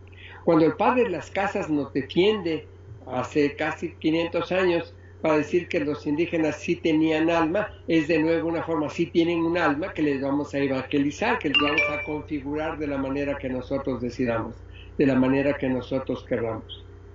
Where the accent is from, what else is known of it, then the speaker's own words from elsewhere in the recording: Oaxaca, Mexico; que todos somos humanos, que todos somos oaxaqueños, que todos somos mexicanos